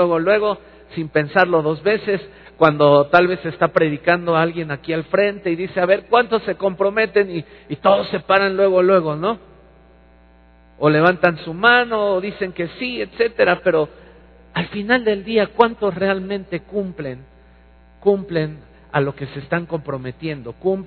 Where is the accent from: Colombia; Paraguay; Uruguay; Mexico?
Mexico; Somos curiositos los mexicanos.